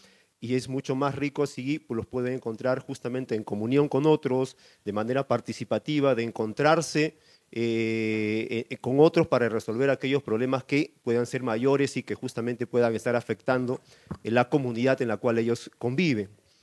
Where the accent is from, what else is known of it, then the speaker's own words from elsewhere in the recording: Villa El Salvador, Lima, Peru; vengo de Perú, vengo de un distrito de Lima que se llama Villa El Salvador, una comunidad que tiene más o menos cerca de 500.000 habitantes. Nosotros estamos ubicados en la periferia del distrito.